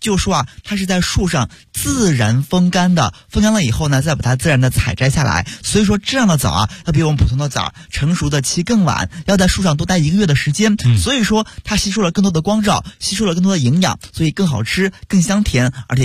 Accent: Xinjiang, China; 所以说今天呢，我就要把我们家乡特别好的一款商品介绍给大家。

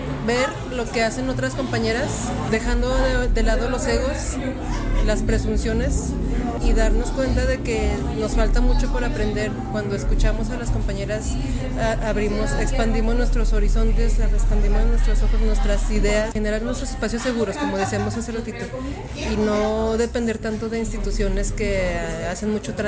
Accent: Zacatecas, Mexico; soy fotógrafa de Zacatecas, México.

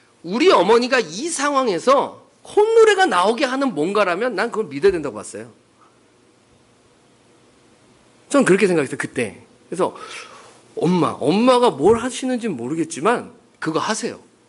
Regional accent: China; now in South Korea; 그땐 제가 중국에서 왔기 때문에, 뭐, 학력도 없고 아무것도 없고, 그때는 중국을 인정도 안 해줄 때예요.

